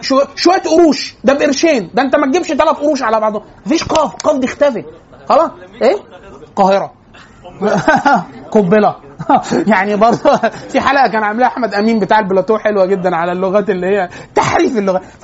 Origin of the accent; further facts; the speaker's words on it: Cairo, Cairo Governorate, Egypt; احنا انا وانت من القاهره القاهري يعرف حاجه اسمها قف